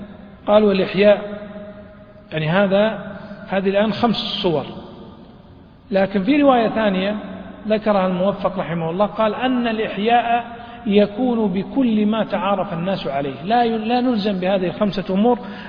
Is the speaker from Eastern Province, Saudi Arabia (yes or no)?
no; Riyadh, Riyadh Province, Saudi Arabia; يعني مثلا تذهب مثلا إلى طريق أو الوادي عندنا في الرياض، وادي الحائر يمشي فيه الماء